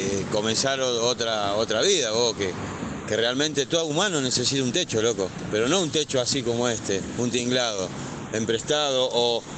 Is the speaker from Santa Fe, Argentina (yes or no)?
yes; Rosario, Santa Fe, Argentina; soy una persona que no soy de acá encima, soy de Rosario. Estoy lejos de mi familia